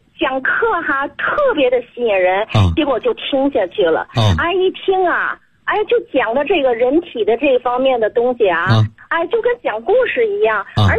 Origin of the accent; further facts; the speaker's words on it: Tianjin, China; 我是天津的。